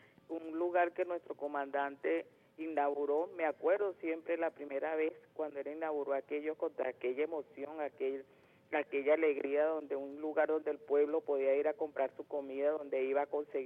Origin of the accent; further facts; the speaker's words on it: Venezuela; yo, como venezolana